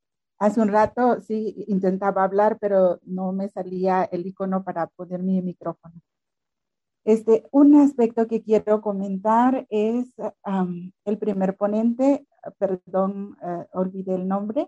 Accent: El Salvador; now in Guatemala; soy salvadoreña, vivo en Guatemala y ahorita estoy en México.

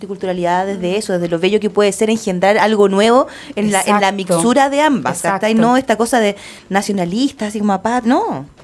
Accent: Chile; Y ahora como los chilenos aspiracionales no queremos estar en el colegio con número

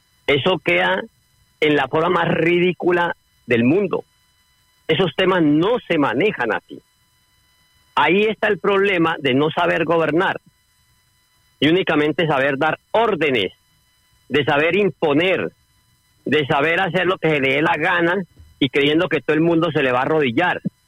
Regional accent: Colombia; moved away; todo un pueblo de más de 50 millones de ciudadanos que somos los colombianos, entre los que están en Colombia y los que estamos aquí fuera.

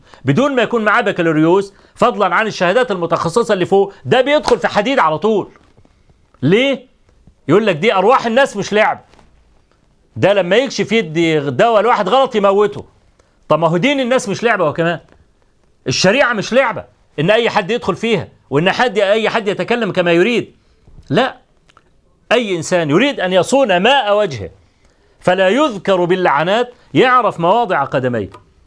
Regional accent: Egypt; طبعا احنا كمصريين عارفين

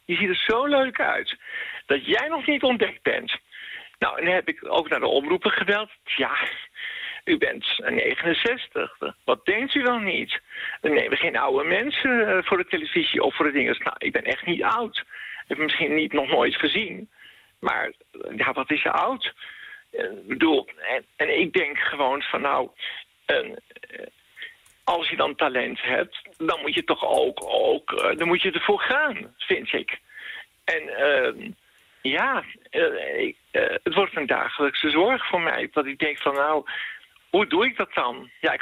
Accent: Amsterdam, North Holland, Netherlands; Ik kom ook uit Amsterdam. Ik ben daar opgegroeid.

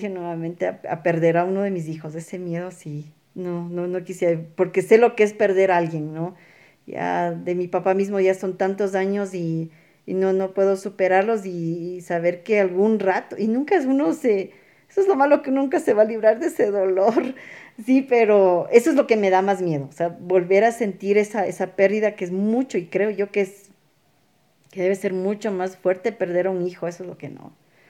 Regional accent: Ecuador; por algo somos ecuatorianos, digo, ¿no?

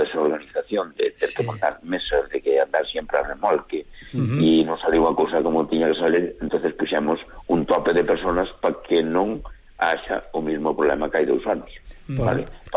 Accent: Lobios, Galicia, Spain; o resto somos todos de Lobios, do Concello de Lobios, vale?

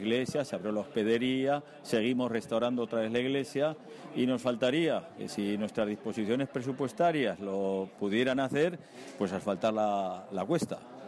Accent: Tauste, Aragon, Spain; siempre digo que si tengo que presumir algo de la gente de mi pueblo, pues es la hospitalidad y la nobleza que tiene, y sé que a todo el que venga de la Ribera, de donde me estarán oyendo mucha gente, pues que sepan que están invitados a Tauste

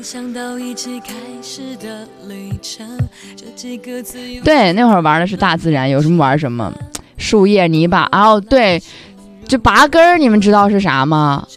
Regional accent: Baotou, Inner Mongolia, China; 不是，我家是包头的

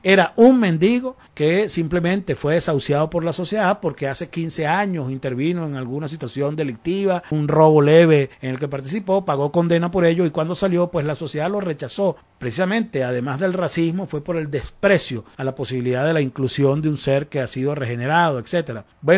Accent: Venezuela; Yo como venezolano no lo entiendo

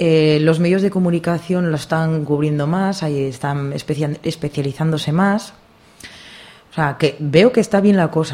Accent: Asturias, Spain; resulta que siendo asturiana tengo poco que ofrecer sobre mi provincia.

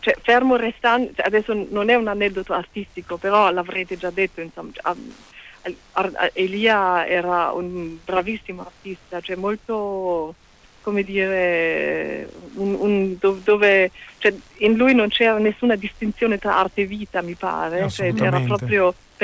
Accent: Burghausen, Bavaria, Germany; dalle mie parti, non c'erano tante gelaterie, è un posto molto molto molto provinciale, e quindi il fatto che Elia sapesse che cosa fosse Burghausen e avesse proprio battuto i luoghi della mia adolescenza

